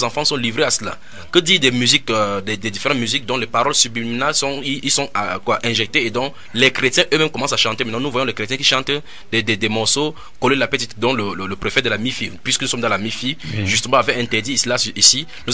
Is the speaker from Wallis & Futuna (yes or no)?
no; Douala, Littoral, Cameroon; je suis de Douala au Cameroun.